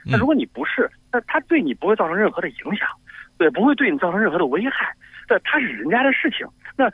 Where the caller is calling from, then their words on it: New York, United States; 我来自纽约。